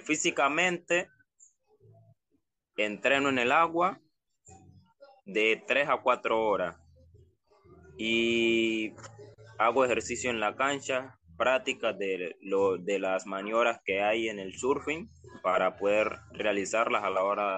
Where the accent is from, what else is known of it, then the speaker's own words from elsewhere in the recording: Chocó, Colombia; yo soy de Colombia, soy del Pacífico Chocó, del Valle Vallasolano.